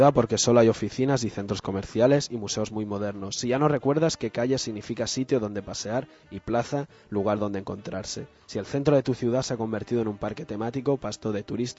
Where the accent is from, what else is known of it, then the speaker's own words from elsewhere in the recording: Barcelona, Catalonia, Spain; todos los que al menos somos de Barcelona y ves cómo va cambiando a veces durante los años tu barrio